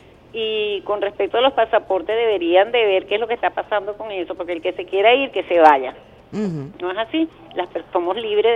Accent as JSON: {"language": "Spanish", "country": "Venezuela", "said": "también soy venezolana"}